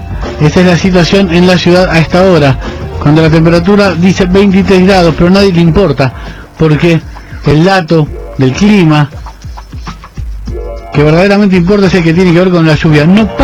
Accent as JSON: {"language": "Spanish", "town": "Humboldt", "region": "Santa Fe", "country": "Argentina", "said": "En Santa Fe Humboldt, el lugar de donde yo vengo, ahora para cruzar la calle se deben agarrar de una soga"}